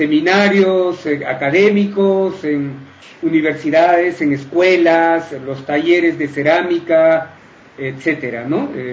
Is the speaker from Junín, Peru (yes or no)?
no; Cusco, Peru; born there; Facebook que es … ¿no? Yo nací en el Cusco, o sea, más al sur, y … es una familia que solamente es de ahí, y … porque leían muchos libros rusos, muchas novelas.